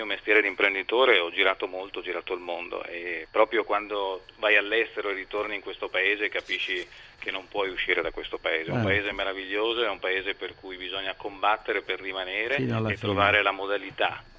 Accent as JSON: {"language": "Italian", "region": "Veneto", "country": "Italy", "said": "io sono veneto, vengo dal Veneto, è un paese, una parte d'Italia che ha subito moltissimo la crisi, il cambiamento e che sta reagendo"}